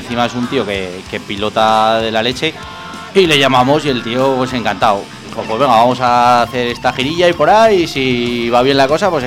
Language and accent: Spanish; Alagón, Aragon, Spain; De Alagón.